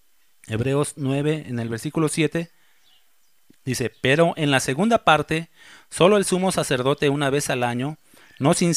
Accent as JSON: {"language": "Spanish", "region": "Mexico City", "country": "Mexico", "said": "Yo soy chilango. Saludos a todos mis compatriotas chilangos."}